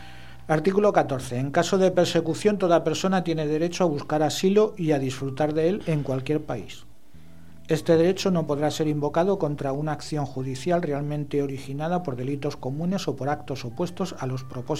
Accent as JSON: {"language": "Spanish", "country": "Spain", "said": "sobre todo en una cultura como la española, que no estamos acostumbrados a escribir a nuestro diputado"}